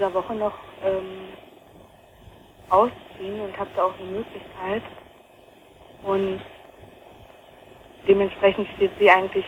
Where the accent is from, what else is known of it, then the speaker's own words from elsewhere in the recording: Potsdam, Brandenburg, Germany; ich komme eigentlich eben aus Potsdam und bin nach Nordrhein-Westfalen und ja, da habe ich dann noch halt ein halbes Jahr ungefähr noch weiter da gewohnt.